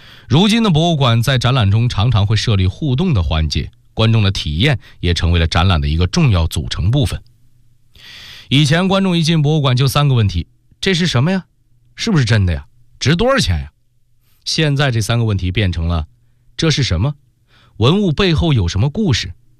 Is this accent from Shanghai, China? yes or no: no; Beijing, China; 咱们北京人